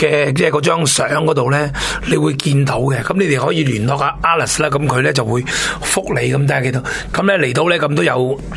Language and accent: Cantonese; Hong Kong; 而家咧，譬如好似我哋香港人咁